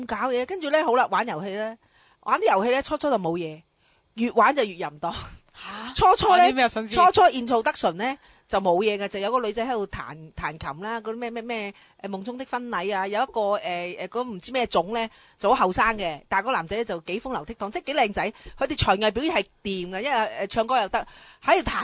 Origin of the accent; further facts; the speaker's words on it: Hong Kong; 我直头咧用我哋香港人嗰啲礼貌咧就融化咗佢